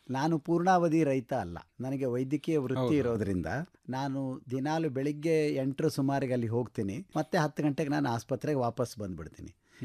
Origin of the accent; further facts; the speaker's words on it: Athani, Karnataka, India; ನಮ್ಮ ಊರು ಅಥಣಿ. ಅಥಣಿ ಒಳಗೆ ನಮ್ಮ ಕುಟುಂಬದಿಂದ ಬಂದಂತಹ ಜಮೀನು ಅಲ್ಲಿರೋದ್ರಿಂದ